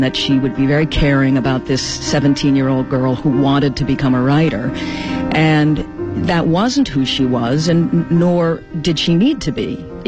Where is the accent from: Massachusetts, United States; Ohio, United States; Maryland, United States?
Massachusetts, United States; Boston; I grew up in Boston, and so, you know, it wasn't too far